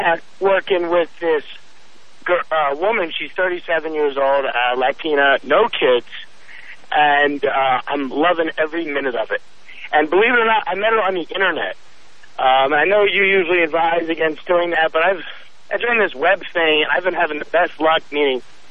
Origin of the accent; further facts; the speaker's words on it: Philadelphia, Pennsylvania, United States; I'm from Philadelphia, and coming out here, it was kind of like culture shock with the women.